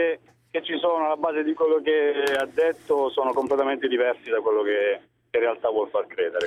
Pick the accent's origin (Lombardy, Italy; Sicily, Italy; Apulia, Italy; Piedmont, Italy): Apulia, Italy; Manfredonia; now in Verona, Italy; Sì, in realtà sono vivo a Verona, ma sono di Manfredonia.